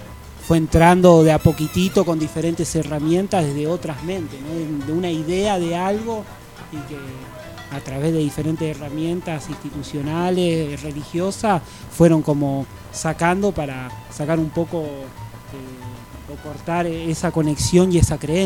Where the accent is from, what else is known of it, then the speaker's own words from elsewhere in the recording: Argentina; Che, yo soy argentino